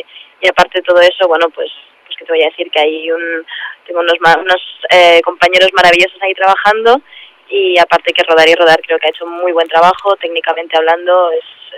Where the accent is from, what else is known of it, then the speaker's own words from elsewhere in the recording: Barcelona, Catalonia, Spain; now in Madrid, Spain; yo me vine de Barcelona a Madrid